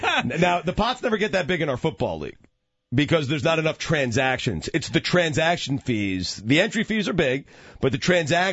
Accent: New York, United States; I've been doing it with my friends, my friends that I grew up in New York.

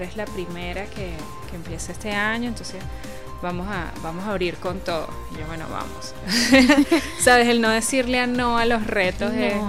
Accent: Caracas, Capital District, Venezuela; also born or lived in Cumaná; Yo soy de Cumaná. Yo nací en el estado Sucre y llego a Caracas como a los 3 años, 3, 4 años.

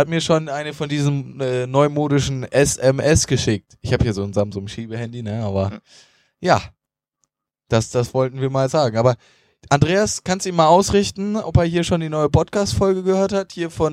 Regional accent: Northern Germany, Germany; Aber das ist jetzt nur mal meine persönliche Meinung hier als Norddeutscher.

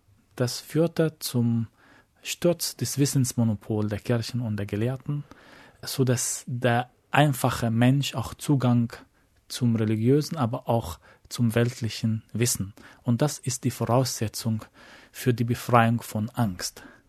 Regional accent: Egypt; Ich bin in Ägypten aufgewachsen, in einer Gesellschaft, wo es verboten war, dass 5 Menschen sich auf der Straße versammeln, wenn sie nicht zu der gleichen Familie gehören.

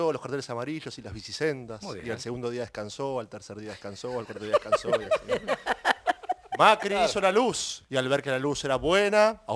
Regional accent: Olivos, Buenos Aires Province, Argentina; Pero toda la vida nací y me crié en Olivos.

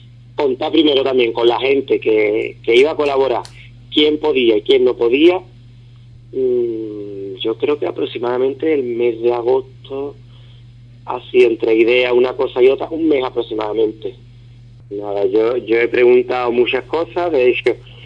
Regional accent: Ubrique, Andalusia, Spain; moved away; lo que voy a hacer es un pregón para mi pueblo. Vivencias que yo he tenido de pequeño. El hecho de estar fuera

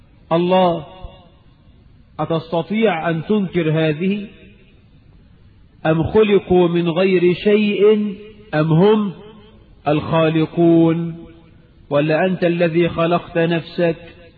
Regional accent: Egypt; اللهم اجعل بلدنا مصر آمنة مطمئنة

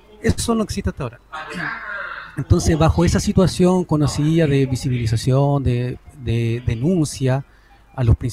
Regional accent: Chincolco, Valparaíso, Chile; yo soy de Chincolco

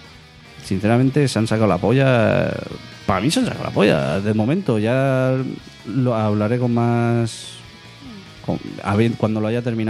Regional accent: Spain; somos de España, pues las cosas buenas que se queden aquí

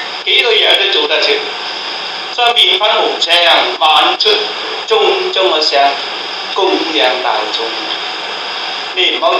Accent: China; 麵包啊，等於我哋中國人咧做嗰啲麵差不多

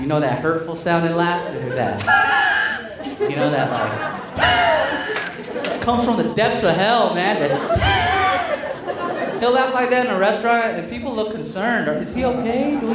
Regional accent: California, United States; I'm from the Bay Area. A lot of diversity, a lot of melting pot of different people.

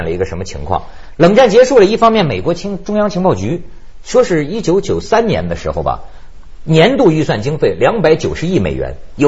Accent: China; 但是你看我们中国人礼仪之邦，什么都告诉人家

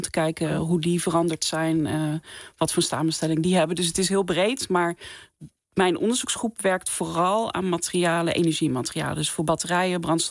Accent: Apeldoorn, Gelderland, Netherlands; Ik heb in Utrecht gestudeerd. Ik kom zelf van de Veluwe. Ik ben in Apeldoorn opgegroeid.

